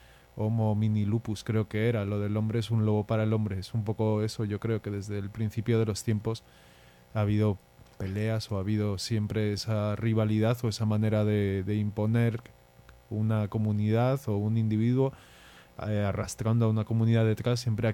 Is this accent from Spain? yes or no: yes; Spain; yo la verdad, eso, soy español